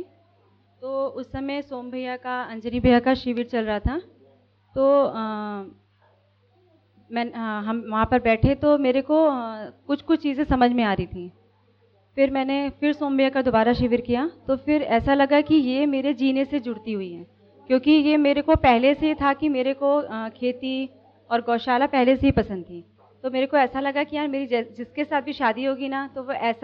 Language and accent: Hindi; Allahabad, Uttar Pradesh, India; और मैं इलाहाबाद से हूँ।